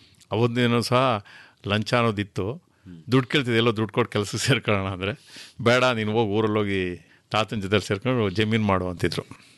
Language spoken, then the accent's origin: Kannada; Karnataka, India; ನಾನು ಮೂಲತಃ ಹುಟ್ಟಿ ಬೆಳೆದಿದ್ದೆಲ್ಲ ಉತ್ತರ ಕನ್ನಡ ಜಿಲ್ಲೆ.